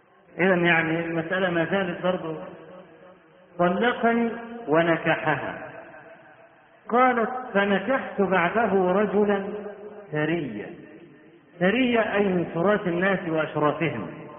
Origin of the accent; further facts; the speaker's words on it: Egypt; واحنا عندنا في مصر بدعة قبيحة